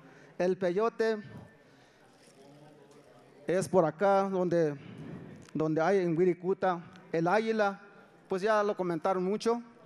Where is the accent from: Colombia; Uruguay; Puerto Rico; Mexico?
Mexico; Santa Catarina, Jalisco; Yo vengo de Santa Catarina como presidente de Cultura.